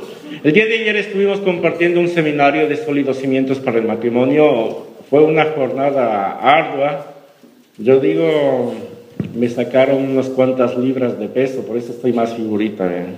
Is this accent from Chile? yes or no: no; Ecuador; now in Madrid, Spain; Venimos de Ecuador, realmente nuestro plan era estar solamente en Italia, porque allá nos invitaron mis suegros.